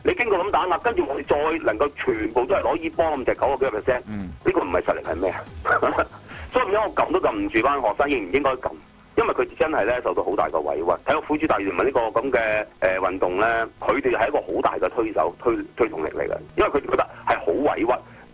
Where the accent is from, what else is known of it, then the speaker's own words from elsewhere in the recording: China; 我哋中國人咧一般嚟講就一有個團體嘅時候咧，大家就有爭權